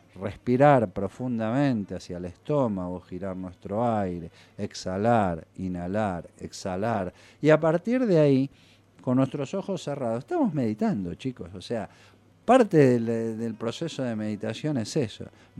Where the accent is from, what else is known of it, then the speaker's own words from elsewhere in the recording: Tandil, Buenos Aires Province, Argentina; now in Bariloche, Argentina; que se volvía a su pueblo, que es mi pueblo también, que es Tandil.